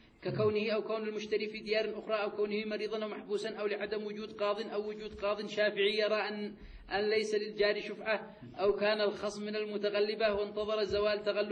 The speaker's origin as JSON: {"language": "Arabic", "country": "Yemen", "said": "القضاء عندنا في اليمن المعتاد في القضاء في المحاكم"}